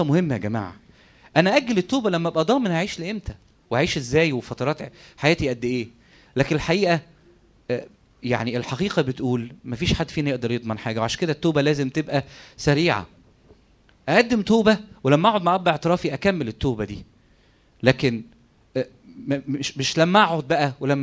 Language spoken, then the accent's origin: Arabic; Egypt; ده احنا كمصريين ما عندناش قيمة للوقت الحقيقة